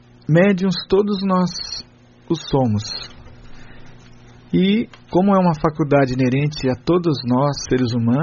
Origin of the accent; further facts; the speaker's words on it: Tremembé, São Paulo, Brazil; eu não sei chegar direito, sou de Tremembé